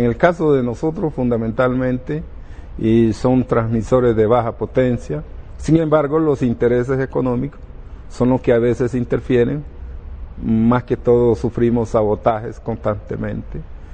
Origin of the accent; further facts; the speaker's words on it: Honduras; first language Garifuna; Spanish is a second language; Tratamos de manejar en un 60% nuestra lengua materna, que es el garífuna. Es un pueblo con su propia identidad cultural.